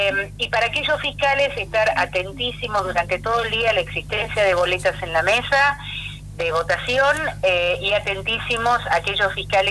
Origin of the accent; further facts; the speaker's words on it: San Isidro, Buenos Aires Province, Argentina; yo soy de San Isidro